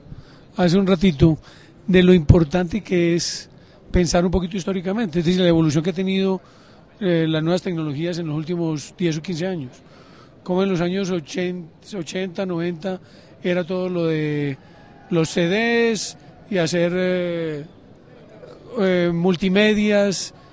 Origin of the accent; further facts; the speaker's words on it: Colombia; soy profesor de la Universidad de Bergen, pero vivo, soy colombiano y trabajo en un proyecto en Medellín.